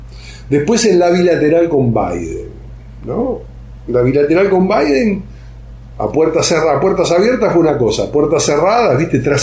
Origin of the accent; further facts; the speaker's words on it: Argentina; Y nosotros como argentinos tenemos como aliados a Rusia y como sostén económico y para desarrollo tecnológico a China.